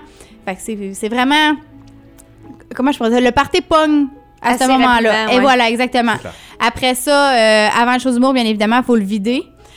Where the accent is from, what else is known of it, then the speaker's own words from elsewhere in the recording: Drummondville, Quebec, Canada; accent: Drummondville; Ça doit être mon accent drôme-de-villois, encore une fois.